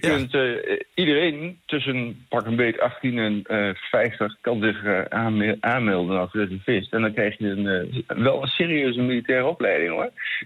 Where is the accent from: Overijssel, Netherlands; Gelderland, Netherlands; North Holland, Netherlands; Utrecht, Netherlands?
Overijssel, Netherlands; Kampen; Ik kom zelf dan uit Kampen